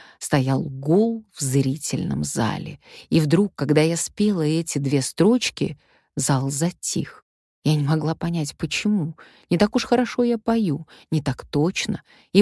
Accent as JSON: {"language": "Russian", "town": "Omsk", "region": "Omsk Oblast", "country": "Russia", "said": "Мы с Риммой Павловной Кречетовой земляки. Я из Омска"}